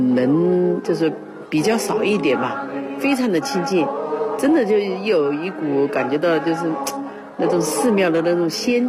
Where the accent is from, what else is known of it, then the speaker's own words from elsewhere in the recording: Hubei, China; 我不是北京，我是湖北的。